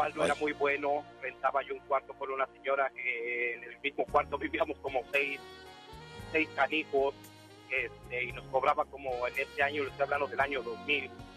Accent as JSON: {"language": "Spanish", "region": "Puebla", "country": "Mexico", "said": "Soy de Puebla. Soy orgullosamente poblano y nunca voy a negar mi tierra. Desgraciadamente no podemos regresar por circunstancias de la vida"}